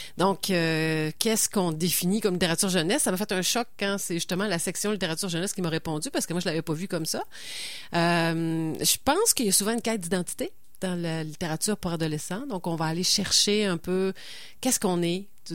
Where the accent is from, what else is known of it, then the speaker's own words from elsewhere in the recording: Quebec, Canada; moi, je suis originaire de Charlevoix.